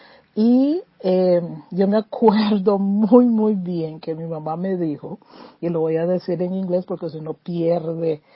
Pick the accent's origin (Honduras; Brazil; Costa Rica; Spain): Costa Rica; soy costarricense